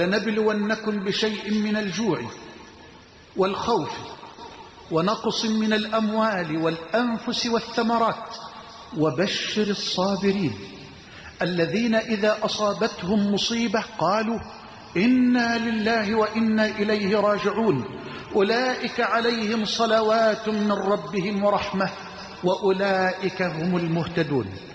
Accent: Egypt; واجعل بلدنا مصر أمنا أمانا سخاء رخاء

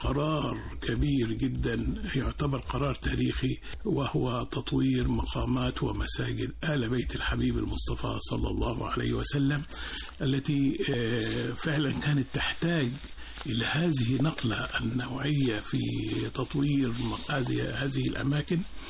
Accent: Akhmim, Sohag Governorate, Egypt; لي الشرف الانتماء لهذه الأرض الطيبة من مدينة ومركز أخميم محافظة السوهاج في صعيد مصر

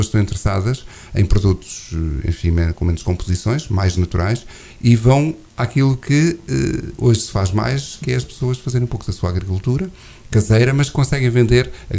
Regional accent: Oliveira do Hospital, Coimbra, Portugal; sou de Oliveira do Hospital de Gema, sou oliveirense de Gema

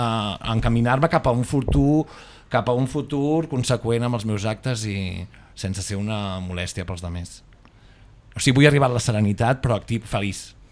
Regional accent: Sabadell, Catalonia, Spain; els que som de Sabadell, que jo sí, és el barri on vaig néixer, que vaig estar fent els 5 anys

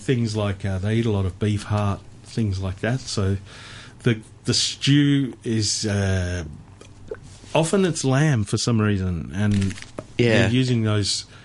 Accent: Melbourne, Victoria, Australia; growing up in Melbourne, I learnt what dim sum was at a young age.

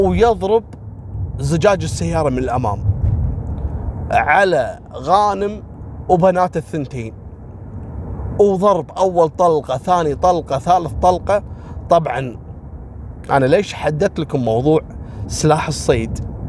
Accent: Kuwait; وسالفة اللي عندنا في الكويت اللي البنت رفضته وقام ذبحها بيوم زواجها.

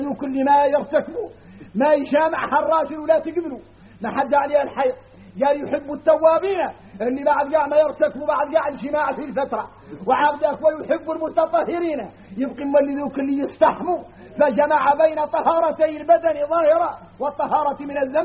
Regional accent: Mauritania; احنا راك موريتاني

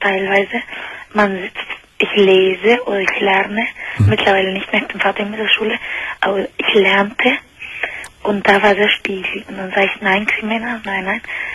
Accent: Argentina; German is a second language; Ja, ich bin eigentlich aus Argentinien.

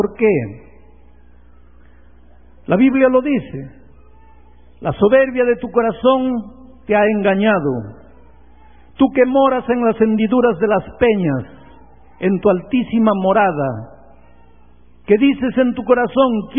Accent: Peru; yo soy peruano, nací en el Perú.

